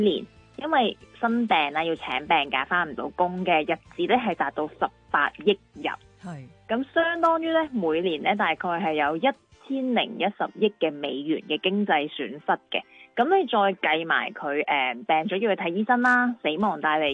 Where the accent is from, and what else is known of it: Hong Kong